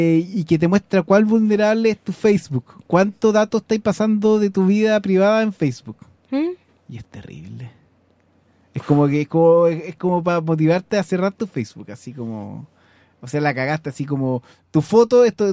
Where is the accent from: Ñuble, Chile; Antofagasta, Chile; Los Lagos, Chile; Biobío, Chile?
Antofagasta, Chile; Chuquicamata; así como yo soy de Chuquicamata y pongo Chuquicamata 1